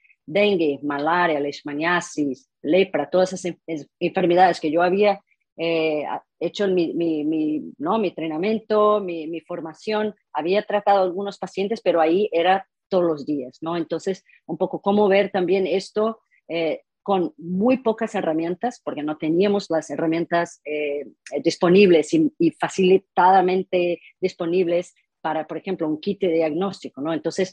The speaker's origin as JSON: {"language": "Spanish", "region": "Rio de Janeiro", "country": "Brazil", "second_language": "Spanish", "said": "yo soy brasileña, mi padre es de origen alemana, mi madre es mitad indígena, mitad española, nacido en la Amazonía."}